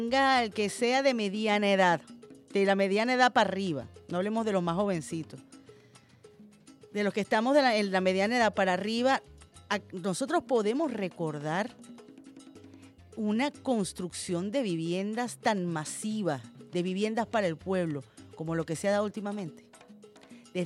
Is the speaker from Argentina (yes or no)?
no; Venezuela